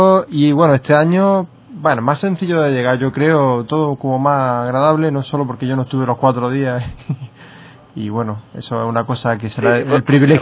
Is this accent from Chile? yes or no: no; Andalusia, Spain; Pues seguro que alguno lo habría, porque si no, no somos andaluces.